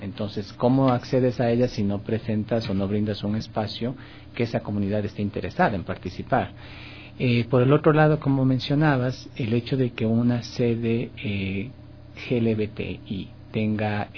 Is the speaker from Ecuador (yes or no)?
yes; Quito, Pichincha, Ecuador; now in Guayaquil, Ecuador; por mi ciudad natal, Quito. Soy un residente ya legal en Guayaquil, vivo allá hace 8 años, creo que 9 ya.